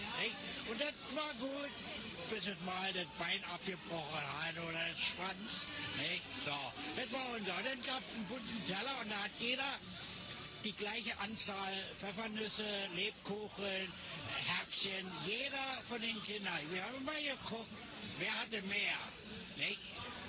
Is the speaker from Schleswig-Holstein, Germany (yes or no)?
no; Berlin, Germany; born there; Ich bin ja in Berlin geboren, in Neukölln, Rixdorf.